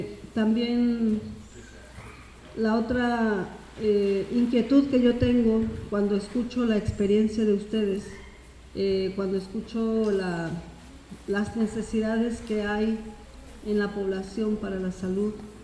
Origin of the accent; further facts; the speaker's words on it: Oaxaca, Mexico; allá en Oaxaca nosotros estamos trabajando junto con agrónomos, con técnicos, en el rescate de la medicina tradicional